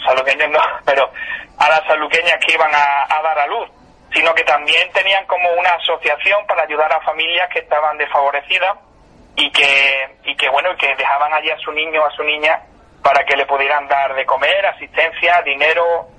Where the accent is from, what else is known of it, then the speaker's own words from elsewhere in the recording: Jerez, Andalusia, Spain; born there; Yo tengo 29 años, yo no conocí la casa de maternidad, yo nací en Jerez